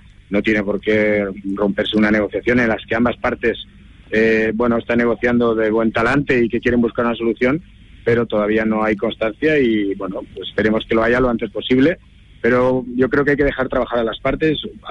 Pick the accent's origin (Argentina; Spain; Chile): Spain; Valencian Community; Es como valencianista y como valenciano